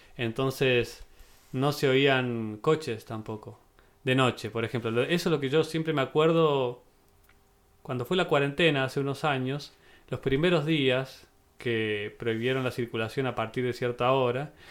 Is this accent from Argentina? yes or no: yes; Cerro de Oro, Córdoba, Argentina; also born or lived in Villa Dolores; Yo nací en Villa Dolores, en el 91, pero me crié en Cerro de Oro, ¿no? Ajá. antes que hubiera asfalto, antes que había luz.